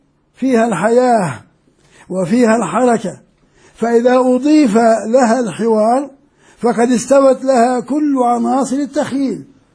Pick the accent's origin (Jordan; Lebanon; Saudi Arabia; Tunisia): Jordan; وكان مدرس حتى في الجامعات عندنا في الأردن